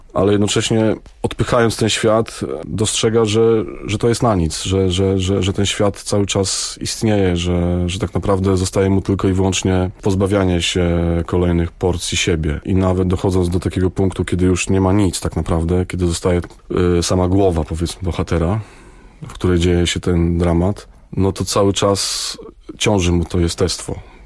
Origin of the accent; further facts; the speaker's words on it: Koronowo, Kuyavian-Pomeranian Voivodeship, Poland; also born or lived in Bydgoszcz; Urodziłem się niedaleko, urodziłem się w Bydgoszczy, praktycznie od urodzenia mieszkam w Koronowie.